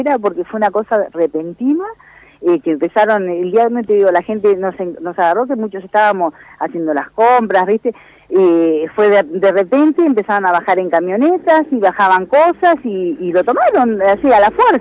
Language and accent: Spanish; Argentina; nosotros como argentinos